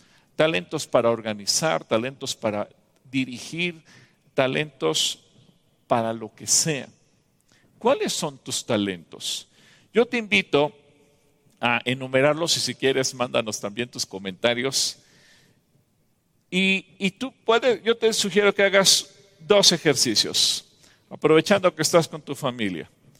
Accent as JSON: {"language": "Spanish", "country": "Mexico", "said": "Los mexicanos tenemos talento, los mexicanos somos ingeniosos, los mexicanos encontramos soluciones."}